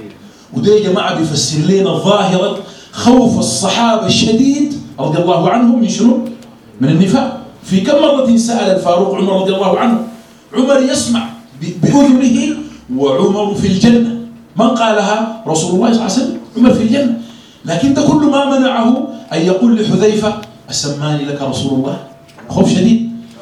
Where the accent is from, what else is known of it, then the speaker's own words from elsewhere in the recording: Sudan; يعني خاصة عندنا في السودان